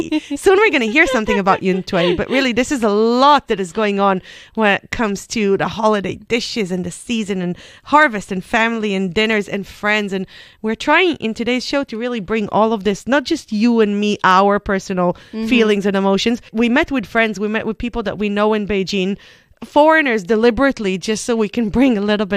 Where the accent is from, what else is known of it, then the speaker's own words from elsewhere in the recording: Israel; I'm coming from Israel, the land of pomegranate.